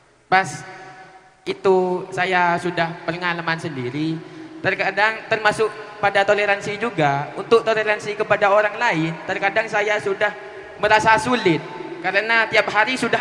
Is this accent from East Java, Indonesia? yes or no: yes; East Java, Indonesia; Saya dari Madura.